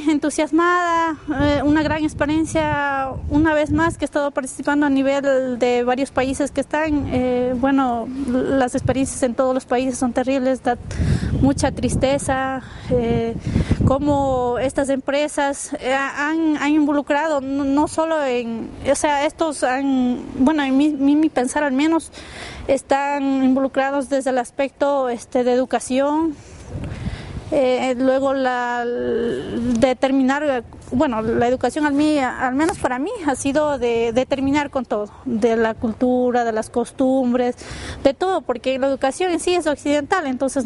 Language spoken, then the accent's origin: Spanish; San Luis de Pambil, Bolívar, Ecuador; vengo de la provincia de Bolívar, específicamente de la parroquia San Luis de Pambil, y bueno, obviamente donde vengo es de la comunidad Huagraurco.